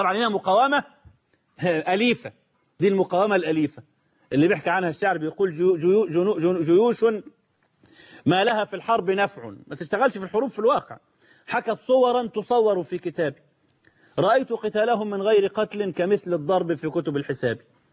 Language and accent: Arabic; Egypt; ده عندنا في مصر